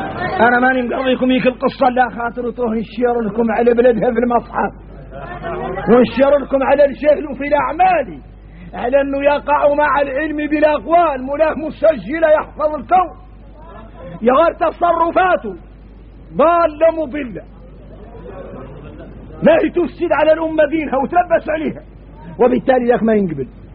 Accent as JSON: {"language": "Arabic", "country": "Mauritania", "said": "احنا موريتاني بينا الشدة"}